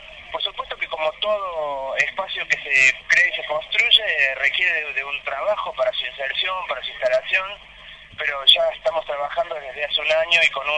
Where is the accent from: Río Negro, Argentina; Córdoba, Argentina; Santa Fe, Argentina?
Córdoba, Argentina; Yo de la ciudad de Córdoba.